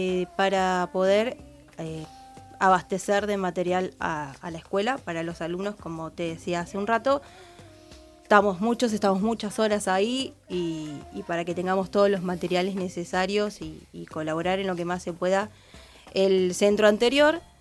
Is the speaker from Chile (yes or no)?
no; Punta Alta, Buenos Aires Province, Argentina; Yo vengo desde Punta Alta, tengo compañeros de distintas de las zonas, principalmente de lo que es el sur.